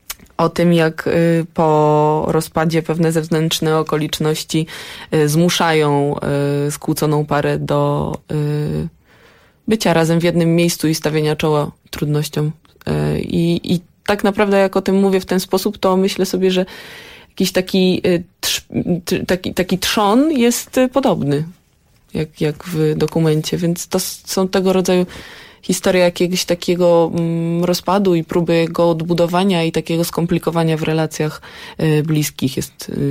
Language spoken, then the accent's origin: Polish; Warsaw, Masovian Voivodeship, Poland; Ja generalnie pochodzę z Warszawy